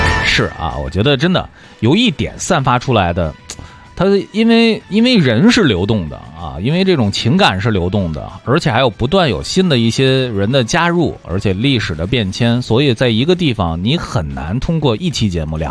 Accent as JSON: {"language": "Chinese", "town": "Xinxiang", "region": "Henan", "country": "China", "tie": "born or raised there", "said": "这也是把给我们的新乡孩子们埋下了一颗摇滚种子的一颗算是小星火"}